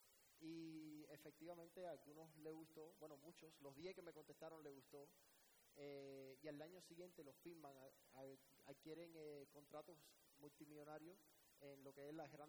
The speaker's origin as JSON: {"language": "Spanish", "town": "Miami", "region": "Florida", "country": "United States", "tie": "born or raised there", "also_born_or_lived": "Cuba", "said": "soy cubano, inmigrante a Miami desde los 2 años. Básicamente me crié en los Estados Unidos mi vida entera, América, los Estados Unidos, mi país."}